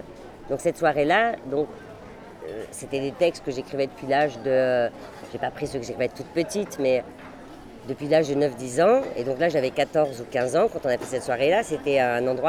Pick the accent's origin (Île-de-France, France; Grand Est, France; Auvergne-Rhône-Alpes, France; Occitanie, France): Grand Est, France; Metz; donc moi je suis de Metz, 57.